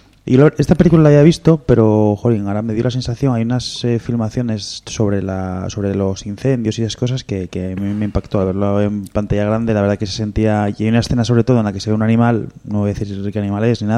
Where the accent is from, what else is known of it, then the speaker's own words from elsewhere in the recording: Asturias, Spain; a nosotros como asturianos, yo, por ejemplo, mucha parte de familia es de la parte de suroccidente, de Asturias